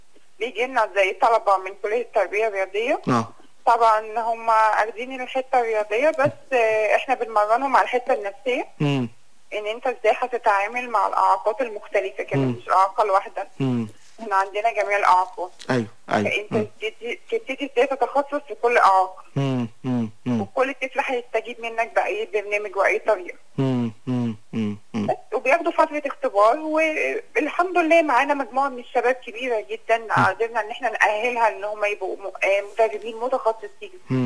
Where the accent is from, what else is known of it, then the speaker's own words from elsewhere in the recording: Egypt; لا لسه ما نزلش عندنا في مصر، لسه ما طبقش